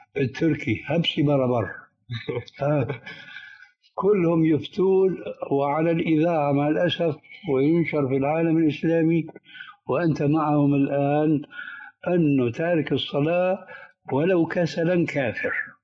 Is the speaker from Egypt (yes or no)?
no; Syria; فالآن كما يقولون أيضا عندنا في سوريا بساط أحمدي